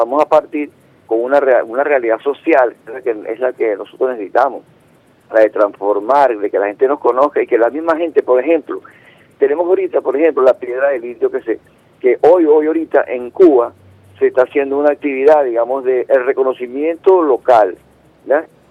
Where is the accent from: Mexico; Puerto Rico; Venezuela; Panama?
Venezuela; lo que nos integró como personas venezolanas vinculadas a la tierra y todo aquello que nos edificó como seres humanos